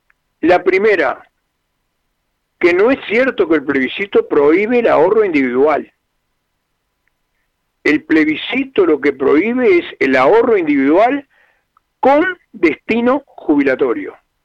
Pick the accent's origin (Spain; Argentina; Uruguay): Uruguay; Somos todos los uruguayos y uruguayas.